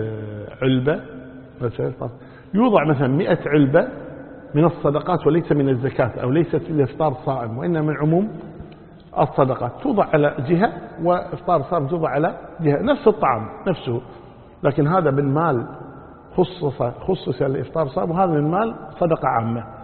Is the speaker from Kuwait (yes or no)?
yes; Kuwait; أما إذا كان المطار وسط البلدة مثل عندنا في الكويت مثلا، المطار في وسط البلد